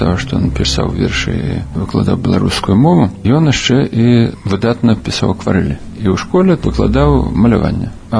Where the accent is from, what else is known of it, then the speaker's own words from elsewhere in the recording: Dzenavishki, Minsk Region, Belarus; now in Minsk, Belarus; Я нарадзіўся ў Дзенавішках, так у паспарце напісана. Але на самай справе было, нарадзіўся я ў Мядзельскім роддоме. У гэты час уже бацькі пераязджалі ў Дзенавішкі, зараз гэтай вёскі няма, аб'єднали, зараз на Лылойцямі называецца.